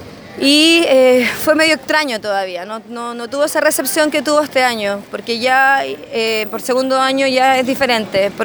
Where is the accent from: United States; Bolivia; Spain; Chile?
Chile; Santiago, Santiago Metropolitan Region; nosotros los que somos de Santiago, teníamos siempre la barrera de que es Melipilla, que no somos de Melipilla